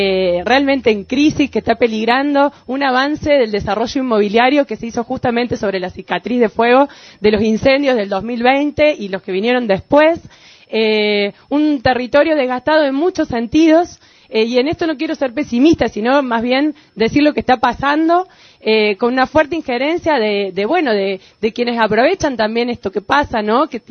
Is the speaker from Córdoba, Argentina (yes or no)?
yes; Paravachasca, Córdoba, Argentina; Yo soy de Parabachasca, venimos acá con nuestros compañeros y compañeras.